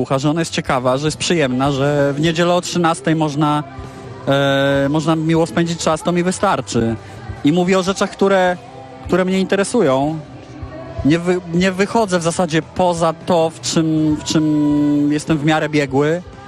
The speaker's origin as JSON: {"language": "Polish", "town": "Warsaw", "region": "Masovian Voivodeship", "country": "Poland", "tie": "born or raised there", "said": "Mokotów. Jestem z Mokotowa, urodziłem się tam, całe życie tam mieszkam. Moja Warszawa to jest w moim przypadku bardzo pojemne hasło, pierwsze skojarzenie to Mokotów, zdecydowanie."}